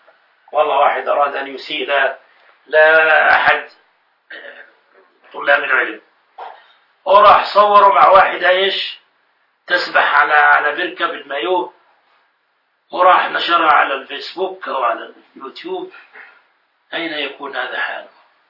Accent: Jordan; ولما علمت أني من الأردن

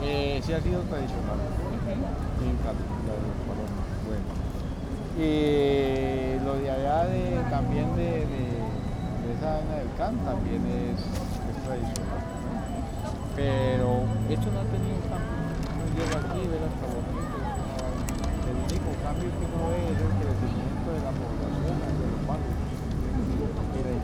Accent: Cali, Valle del Cauca, Colombia; also born or lived in Santander; Yo soy de aquí, Cali. No, yo soy de Santander del Sur.

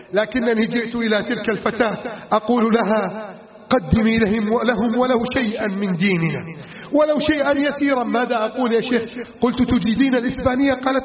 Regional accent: Egypt; واجعل بلدنا مصر آمنا مطمئنا

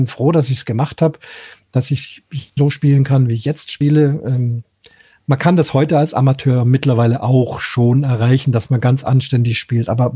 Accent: Munich, Bavaria, Germany; born there; Nicht 27 Städte, auch innerhalb gerade in meiner Geburtsstadt München natürlich sehr viele.

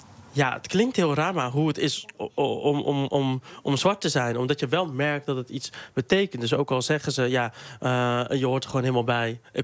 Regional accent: Dordrecht, South Holland, Netherlands; In Dordrecht. Mm-hmm. Wat in principe niet per se een heel witte stad is. Maar mijn wijk was dat wel. En mijn ouders ook, want ik ben geadopteerd.

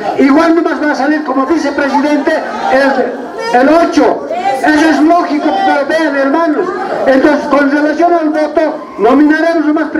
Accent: Achocalla, La Paz, Bolivia; A Achucaya somos 3 cantones y 4 distritos, compañeros. Todos somos de Achucaya, compañeros.

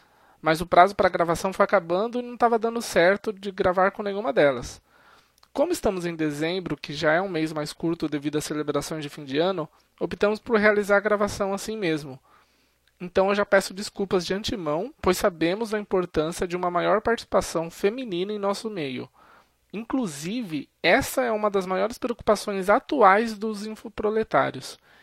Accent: Sorocaba, São Paulo, Brazil; Sou aqui de Sorocaba, interior de São Paulo.

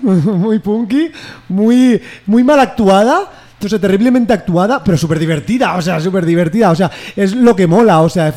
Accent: Valencian Community, Spain; Yo soy de la Marina Alta.

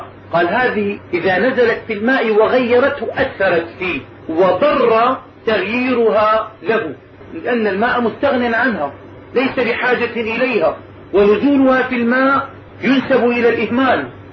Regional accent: Damascus, Damascus Governorate, Syria; عندنا في دمشق تعزل الأنهار وتنظف في كل سنة

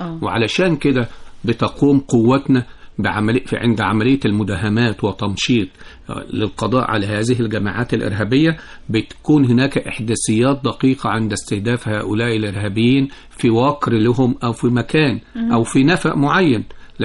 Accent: Egypt; وثلث الثروة المعدنية للدنيا دي كلها موجودة عندنا في مصر

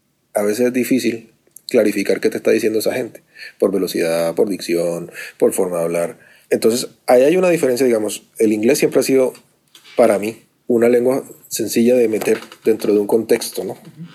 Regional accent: Cartagena, Bolívar, Colombia; Yo soy de Cartagena, en Colombia, y normalmente hablamos rápido y hablamos distinto a la gente del interior del país.

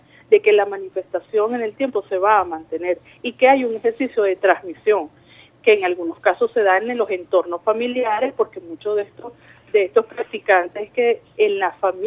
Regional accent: Venezuela; eso forma parte de nuestra identidad como venezolanos.

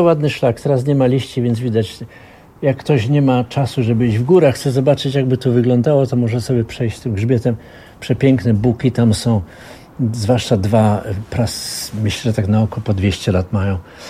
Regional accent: Katowice, Silesian Voivodeship, Poland; born there; ja właściwie się urodziłem w Katowicach, ale moje związki z Katowicami są bardzo serdeczne

